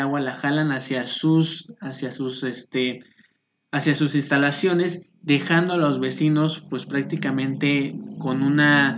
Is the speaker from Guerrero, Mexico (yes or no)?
yes; Chilpancingo, Guerrero, Mexico; now in Mexico City, Mexico; yo soy originario de Guerrero, del estado de Guerrero, específicamente de la capital, que es Chilpancingo. Es una ciudad pues prácticamente pequeña, en donde son alrededor de 240,000 habitantes en Chilpancingo.